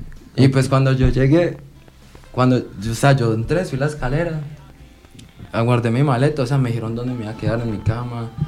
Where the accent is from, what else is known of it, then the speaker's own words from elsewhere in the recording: Colombia; Pero yo, pues, soy colombiano, pues, no hay peruano.